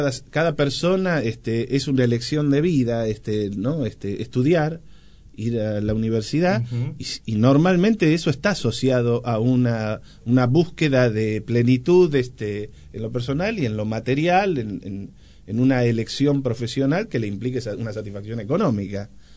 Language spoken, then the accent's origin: Spanish; Moreno, Buenos Aires Province, Argentina; Yo, que soy de Moreno, viví en Moreno y para estudiar tuve que ir a la UBA y tomarme el tren todos los días